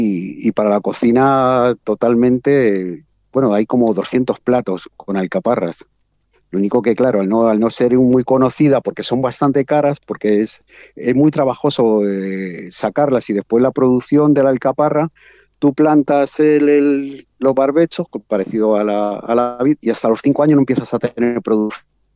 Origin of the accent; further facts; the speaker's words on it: Spain; moved away as an adult; now in Mendoza, Argentina; yo soy español, nosotros en Europa ya consumíamos, allí se llama bio, ya consumíamos bio. Entonces, cuando llegamos acá a Mendoza, que llegamos ahí en el 2009